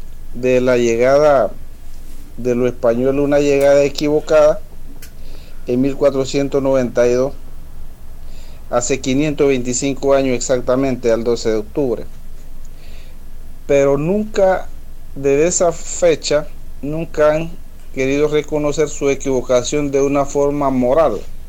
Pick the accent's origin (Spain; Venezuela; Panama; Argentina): Panama; hace 114 años que supuestamente nos incorporamos como panameños, nos declararon ignorantes, salvajes a nuestro ancestro originario y nos incorporaron ahora como panameños.